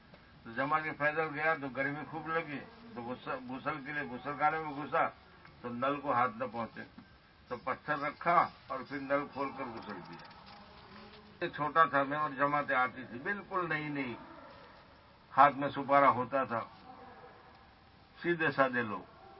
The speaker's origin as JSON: {"language": "Urdu", "region": "Gujarat", "country": "India", "tie": "born or raised there", "said": "دعوت کے کام کو کوئی جانتا نہیں تھا گجرات میں. ہمارے گاؤں میں جماعت آئی میوات کی اور نظام الدین کی تشکیل کی"}